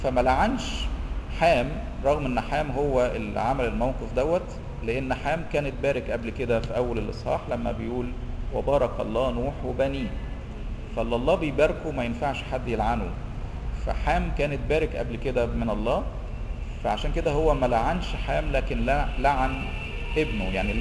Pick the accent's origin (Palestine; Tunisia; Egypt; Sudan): Egypt; احنا مصريين من نسله، احنا برضو ولاد حام